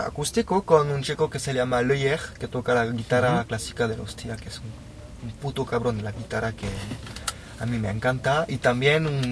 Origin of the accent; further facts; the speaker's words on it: France; born there; Spanish is a second language; Estoy aquí, en mi ciudad natal, en Francia, hablando español con vosotros.